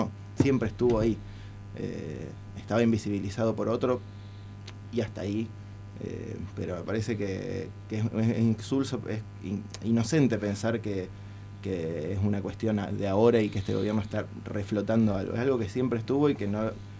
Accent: Argentina; lo que somos como argentinos

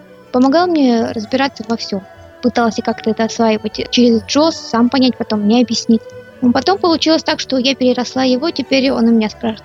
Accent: Buryatia, Russia; born there; Родилась я в Бурятии, у меня семья была, мама, папа

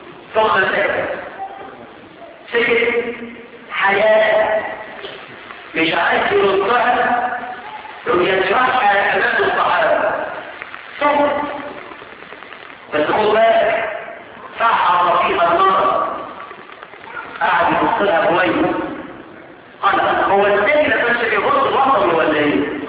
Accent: Egypt; احنا كمصريين عندنا مثل يوافق الشرع

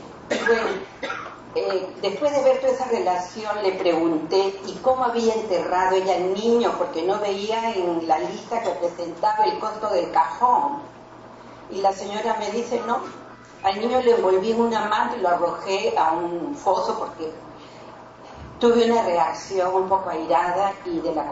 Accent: Barranca, Lima, Peru; Yo era juez de paz no letrada en el distrito de Barranca, de donde soy

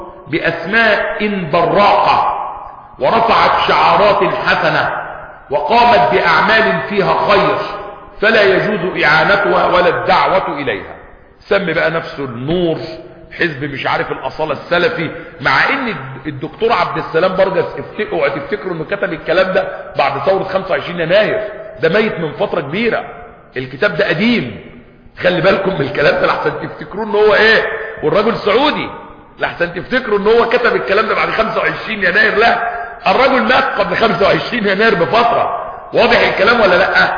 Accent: Egypt

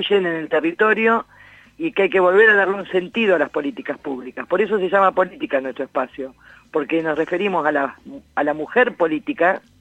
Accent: Alta Italia, La Pampa, Argentina; Gracias por recordar que soy de Alta Italia

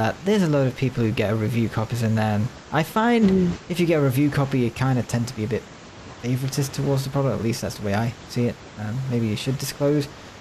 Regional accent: United Kingdom; being I'm British. I was British

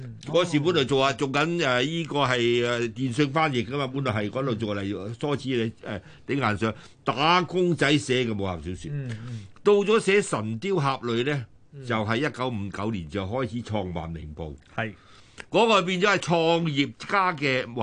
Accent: Macau; 我打擂，我喺澳門。我在澳門大的，都是小路仔，我阿爸啲嗰時喺澳門生活嘅，所以我喺澳門目睹嘅。

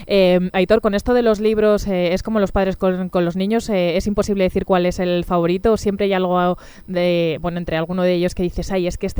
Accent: Talavera de la Reina, Castilla-La Mancha, Spain; Bueno, somos de Talavera de la Reina.

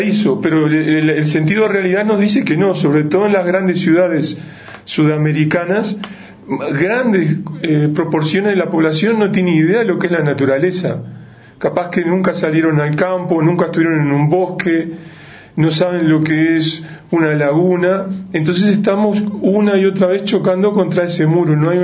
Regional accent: Uruguay; soy de Uruguay, con lo que eso tiene de bueno y de malo. Visito diferentes países, sobre todo América del Sur, desde hace mucho tiempo.

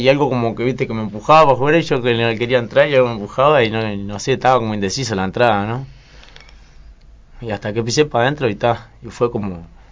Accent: Las Piedras, Canelones, Uruguay; born there; Yo nací en Las Piedras, Canelones.

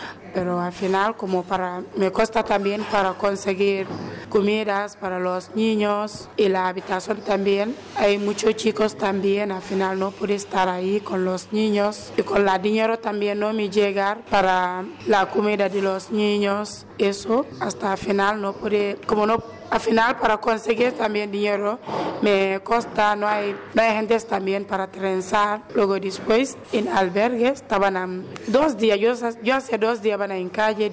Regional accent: Gambia; Spanish is a second language; now in Spain; De Gambia.

